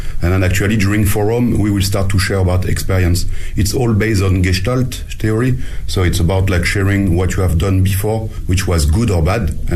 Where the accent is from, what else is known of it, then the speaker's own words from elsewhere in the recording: France; now in Beijing, China; I'm French and I run Paddy O'Shea's, an Irish pub in Beijing